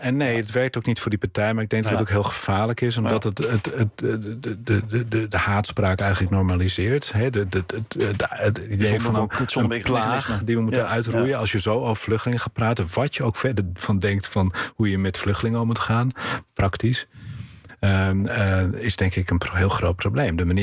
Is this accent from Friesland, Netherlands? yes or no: yes; Bolsward, Friesland, Netherlands; een ander voorbeeld van waar ik vandaan kom, Bolsward, was sinds 1455 een onafhankelijke gemeente.